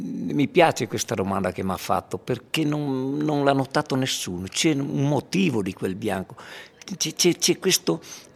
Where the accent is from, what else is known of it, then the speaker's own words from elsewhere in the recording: Erto, Friuli-Venezia Giulia, Italy; Io sono rimasto nel mio paese, a parte che poi questo racconto tra le righe non è altro che la storia della mia gente, del mio popolo ertano